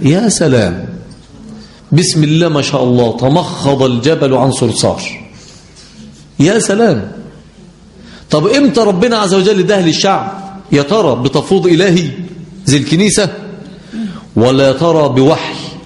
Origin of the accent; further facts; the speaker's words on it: Egypt; احنا عندنا في مصر البراد اللي هو ايه؟ اللي بنغلي فيه المية